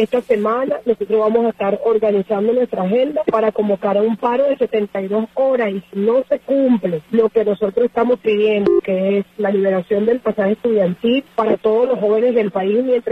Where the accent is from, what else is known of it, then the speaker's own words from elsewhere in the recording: Venezuela; como ciudadanos, como venezolanos que somos.